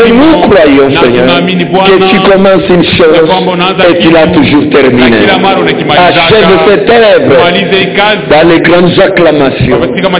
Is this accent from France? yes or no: no; Eastern DRC, DR Congo; Nous venons de l'Est.